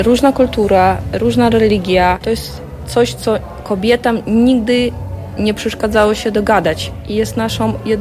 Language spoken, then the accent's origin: Polish; Ukraine; now in Przemyśl, Poland; jestem uchodźczyni z Ukrainy.